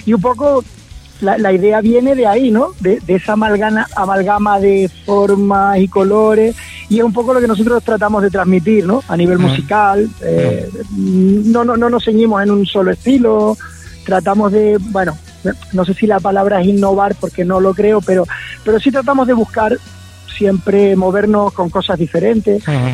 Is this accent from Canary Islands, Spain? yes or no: yes; Canary Islands, Spain; somos cuatro chicos de Canarias, ¿vale? Somos de la isla de Lanzarote.